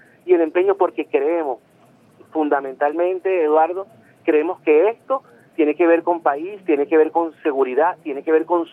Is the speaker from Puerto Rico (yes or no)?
no; Venezuela; nos posiciona como los venezolanos, o al menos debe hacerlo, como los venezolanos que merecemos y que queremos ser.